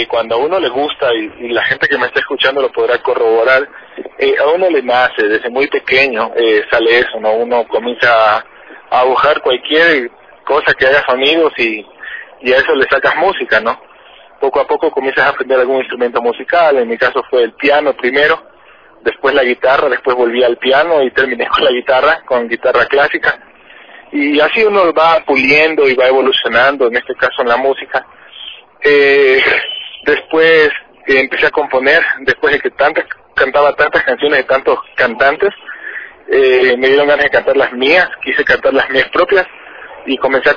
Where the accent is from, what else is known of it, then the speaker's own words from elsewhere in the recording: Ecuador; en Ecuador es muy importante poder difundir nuestra música en nuestro propio país, pero también es importante, y como ecuatorianos, poder exportar lo que hacemos.